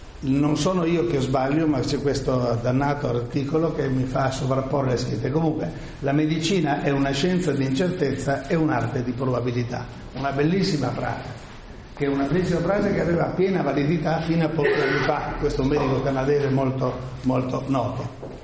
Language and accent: Italian; Trieste, Friuli-Venezia Giulia, Italy; Sono triestino, quindi permeato di romanticismo mitteleuropeo